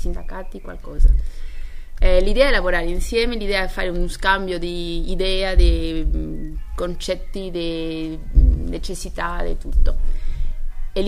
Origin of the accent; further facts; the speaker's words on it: Spain; Italian is a second language; Che il mio italiano è un po' per le novi, è un po' così da una spagnola.